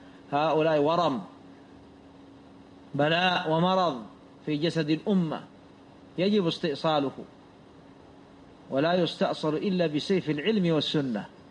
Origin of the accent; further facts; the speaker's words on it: Saudi Arabia; والتبليغ عندنا في السعودية